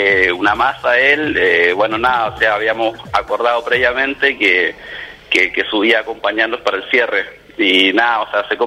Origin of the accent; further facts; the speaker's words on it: Chile; moved away; Ambos somos de Chile, que ya vivimos un par de años acá.